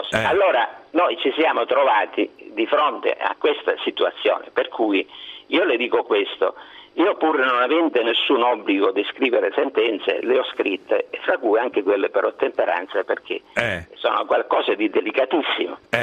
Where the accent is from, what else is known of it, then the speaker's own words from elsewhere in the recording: Comiso, Sicily, Italy; io non so se lei ha sentito parlare del mio paese, Comiso.